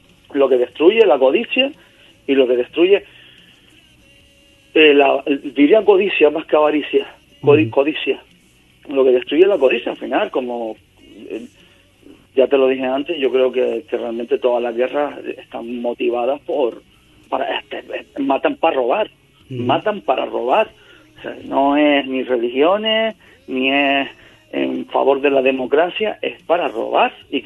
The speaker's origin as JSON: {"language": "Spanish", "region": "Canary Islands", "country": "Spain", "said": "yo soy gran canario"}